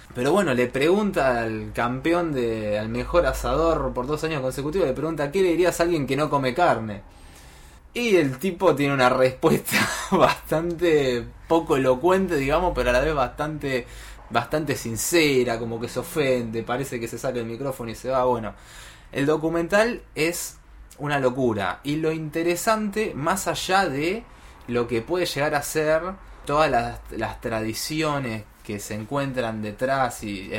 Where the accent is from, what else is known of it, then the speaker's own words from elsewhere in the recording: Argentina; nos representa como argentinos, ¿no?